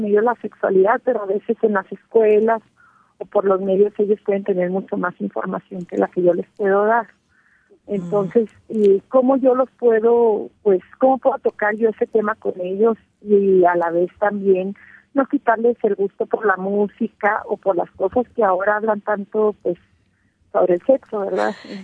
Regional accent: Mexico; now in United States; Yo soy de México y he criado a mis hijos pues aquí en Estados Unidos.

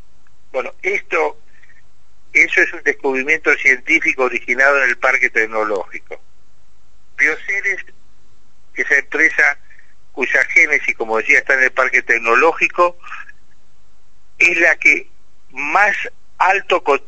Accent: Santa Fe, Argentina; y los que más en mora estamos, somos los santafesinos, que somos una ciudad de tradición administrativa.

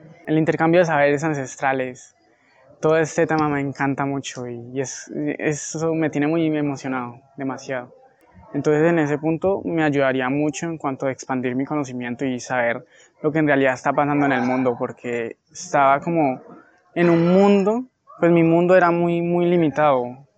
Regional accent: La Victoria, Valle del Cauca, Colombia; tengo 17 años, vengo de la Victoria Valle.

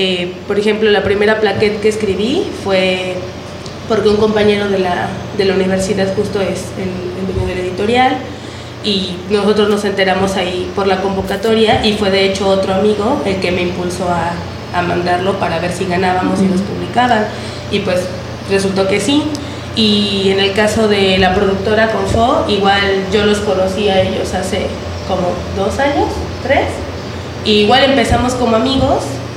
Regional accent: Temixco, Morelos, Mexico; Bueno, soy de Temisco, para empezar. Tengo 23 años

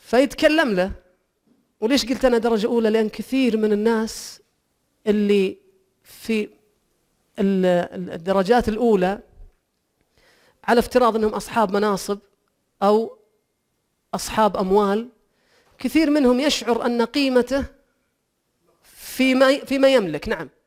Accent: Saudi Arabia; ما فيه إلا أنا واثنين سعوديين وماتوا

